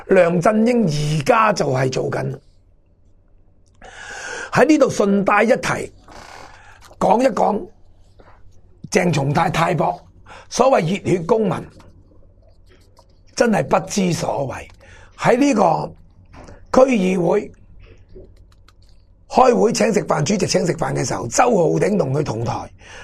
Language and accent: Cantonese; Hong Kong; 我哋香港人有一句说话讲得好好嘅